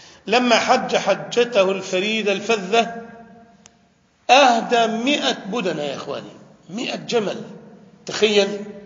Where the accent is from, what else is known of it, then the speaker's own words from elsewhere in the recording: Damietta, Damietta Governorate, Egypt; عندنا في دمياط مثلا أهل بحر